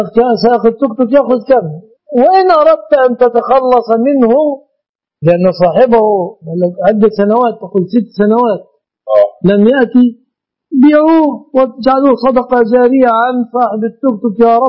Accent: Egypt; هذه وسيلة مواصلات ظهرت في بلادنا مصر

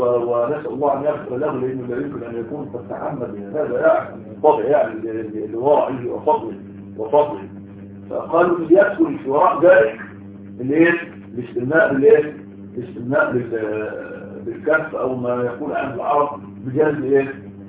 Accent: Egypt; وعندنا في مصر بيسموه العاده السريه

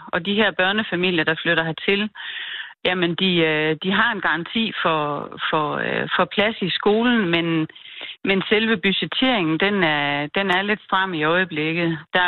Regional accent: Herning, Central Denmark Region, Denmark; jeg kommer oprindeligt fra Herning.

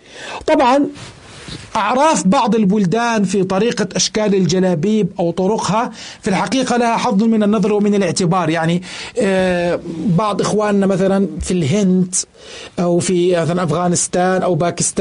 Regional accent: Jordan; إذا كان أكثر من قطعة عندنا في الأردن

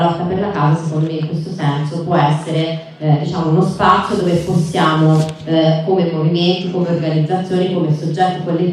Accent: Pisa, Tuscany, Italy; Io vengo da Pisa, nella mia città stanno spendendo 520 milioni di euro per una nuova base militare in un parco naturale.

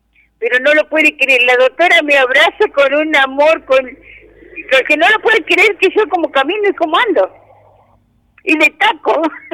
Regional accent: Balcheta, Río Negro, Argentina; De acá, de Balcheta.

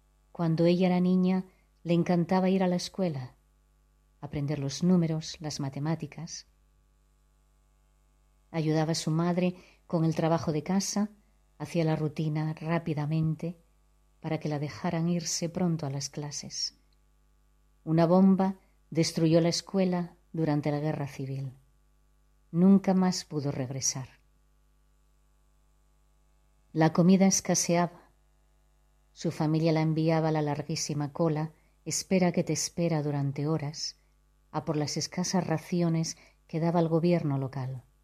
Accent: Asturias, Spain; now in Gijón, Spain; soy de La Cuenca. Viví muchos años fuera de España y ahora desde hace un tiempo resido en Gijón.

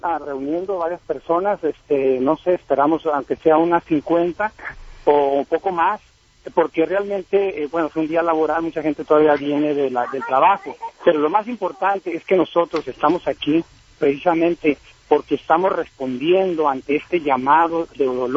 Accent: Mexico; now in Washington, United States; Y nosotros, aquí como mexicanos, estamos

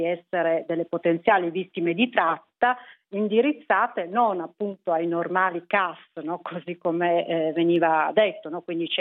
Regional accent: Piedmont, Italy; sono piemontese

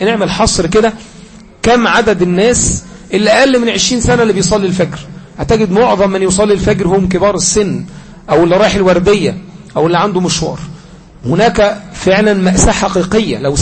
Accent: Egypt; وكذلك أن بلادنا مصر ما زالت لها عهد معهم

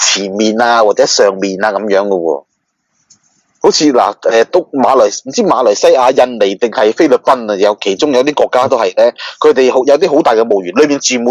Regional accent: China; 身为中国人买骨灰庵是正常

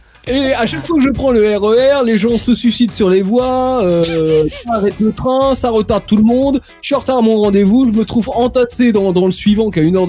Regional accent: Paris, Île-de-France, France; pour parler de mon ressenti en tant que parisien, en tant qu'habitant de la ville

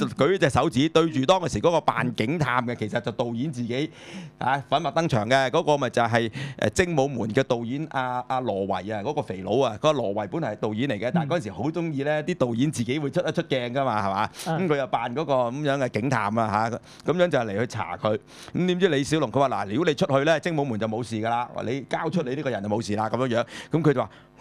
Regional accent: China; 咁所以咧，其實我作為中國人嚟講啦

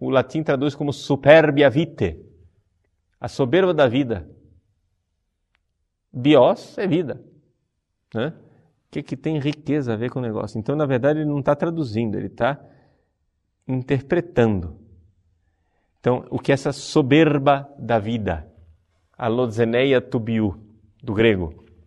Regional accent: Recife, Pernambuco, Brazil; born there; ele é nordestino como eu sou nascido em Recife

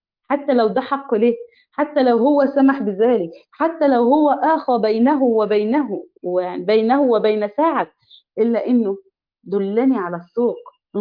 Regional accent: Egypt; يعني إحنا عندنا في مصر قول لي مالك، في إيه؟

